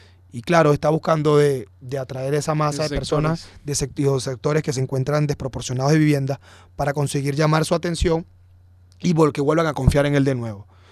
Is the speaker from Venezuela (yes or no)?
yes; Venezuela; Somos venezolanos todos